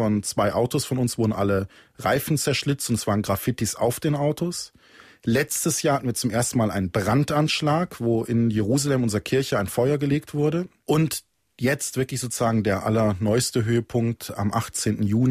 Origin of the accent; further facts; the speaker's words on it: Germany; wo ich immer schmunzeln muss, weil ich bin Deutscher, aber für diese Leute sind eben alle Ordensleute wohl Italiener.